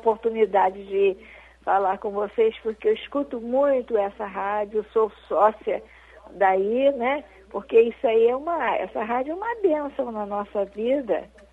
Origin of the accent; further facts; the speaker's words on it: Rio de Janeiro, Brazil; Eu sou do centro do Rio de Janeiro.